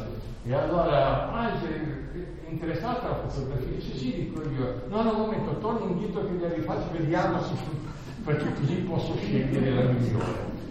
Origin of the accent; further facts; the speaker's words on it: Bolzano, Trentino-Alto Adige, Italy; born there; sono nato a Bolzano nel 34